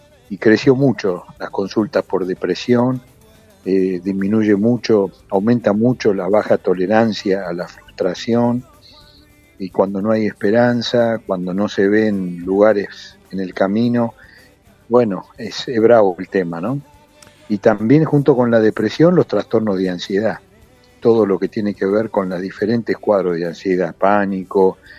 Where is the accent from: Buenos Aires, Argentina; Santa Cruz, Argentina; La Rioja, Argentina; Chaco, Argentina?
Buenos Aires, Argentina; born there; yo nací en Villa Soldatis, en el límite con Pompeya